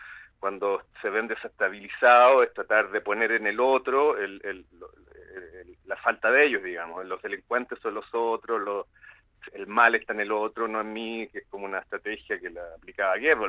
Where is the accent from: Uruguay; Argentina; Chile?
Chile; Yo que soy chileno, estoy absolutamente impactado con lo que sucedió.